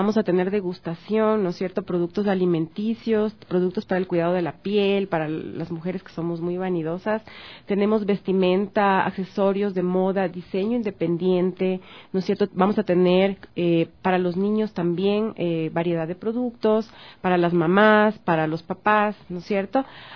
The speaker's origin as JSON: {"language": "Spanish", "town": "Quito", "region": "Pichincha", "country": "Ecuador", "said": "Entonces, como quiteños, esperamos recibirles con los brazos abiertos"}